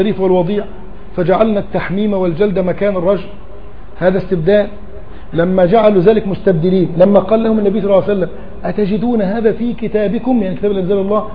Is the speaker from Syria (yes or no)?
no; Egypt; يعني لما اقول لك انا مصري تقول لي طيب عينيك مصريين؟